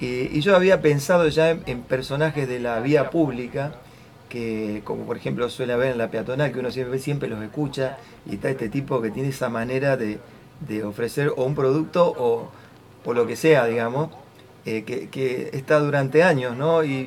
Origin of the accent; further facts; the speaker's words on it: Venado Tuerto, Santa Fe, Argentina; born there; nací en Venado Tuerto, tengo 54 años